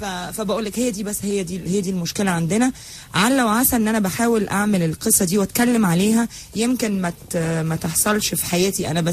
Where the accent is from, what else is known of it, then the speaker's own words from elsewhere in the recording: Egypt; الحاجة اللي انا كمصرية في تاريخي كنت بعملها من 200-300 سنة